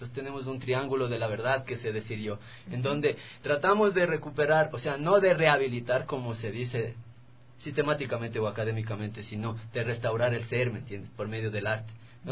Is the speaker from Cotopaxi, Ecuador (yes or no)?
no; Calderón, Pichincha, Ecuador; Yo vengo de Calderón, por ejemplo.